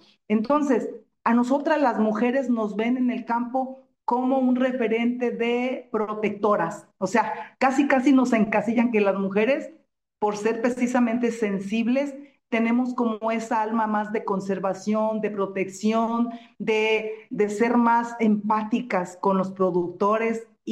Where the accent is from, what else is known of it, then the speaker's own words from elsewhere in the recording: Jalisco, Mexico; moved away as an adult; Yo, como mujer, tengo 37 años en este ámbito en Chiapas. Es un estado ajeno al mío. Yo soy del estado de Jalisco. Me adoptaron en Chiapas hace 37 años.